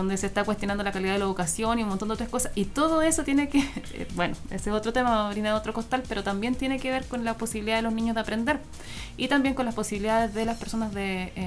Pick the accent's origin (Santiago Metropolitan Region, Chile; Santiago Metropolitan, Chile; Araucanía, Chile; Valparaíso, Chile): Araucanía, Chile; Angol; Yo me acuerdo en Angol, cuando yo estudié, cuando era chica en Angol, llevábamos leña de la casa